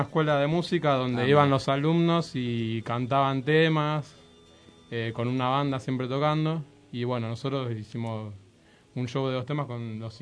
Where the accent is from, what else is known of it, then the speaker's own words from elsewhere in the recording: Moreno, Buenos Aires Province, Argentina; El resto de los cuatro somos de Moreno